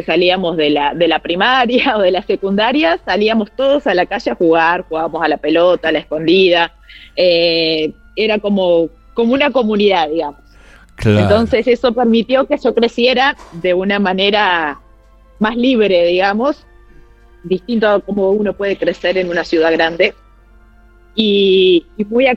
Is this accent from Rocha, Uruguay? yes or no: no; Cardona, Soriano, Uruguay; also born or lived in Montevideo; Yo nací en Montevideo, pero me crié en un pueblito que se llama Cardona, que es un pueblito pequeño, que queda en el departamento de Soriano, en Uruguay.